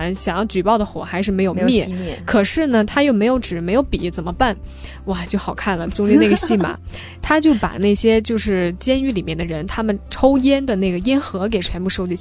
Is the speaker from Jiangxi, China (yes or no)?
yes; Jiangxi, China; 说我的老家江西。